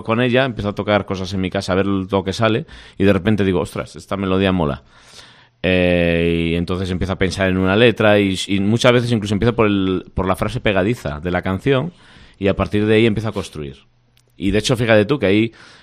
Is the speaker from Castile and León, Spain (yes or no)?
yes; Astorga, Castile and León, Spain; Yo soy de Astorgano